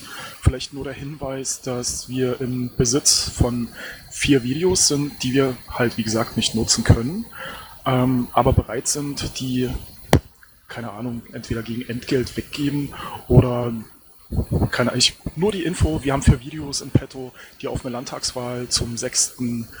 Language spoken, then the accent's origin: German; Saxony-Anhalt, Germany; Ich komme aus LSA.